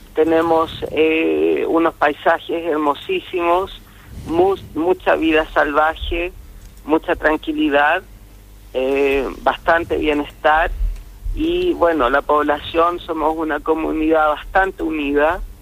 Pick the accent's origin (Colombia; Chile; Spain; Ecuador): Chile; Santiago, Santiago Metropolitan Region; also born or lived in Punta Arenas; now in Falkland Islands; Sí, soy de Santiago de Chile. Pero antes de venirme acá a las islas, yo estaba viviendo en Punta Arenas.